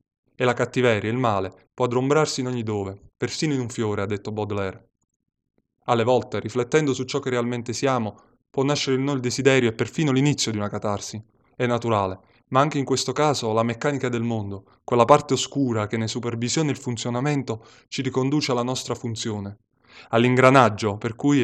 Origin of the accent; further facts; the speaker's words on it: Salerno, Campania, Italy; ho 30 anni, vengo da Salerno